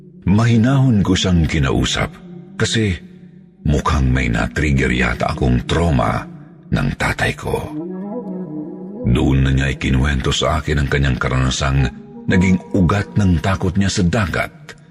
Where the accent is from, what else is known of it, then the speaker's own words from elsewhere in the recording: Cebu, Central Visayas, Philippines; Mula sa amin sa Cebu, bumiyahe po silang anim noong ikatlo ng Enero